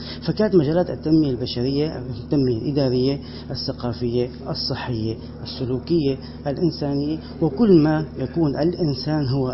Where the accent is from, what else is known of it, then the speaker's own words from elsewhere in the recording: Syria; الصمود الذي وقف وسمنا جميعا كسوريين واتصفنا به